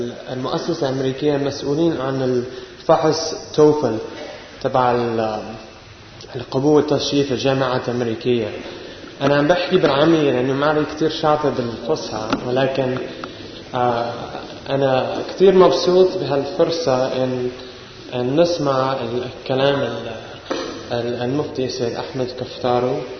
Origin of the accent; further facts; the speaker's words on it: United States; Arabic is a second language; نحن عندنا في الولايات المتحدة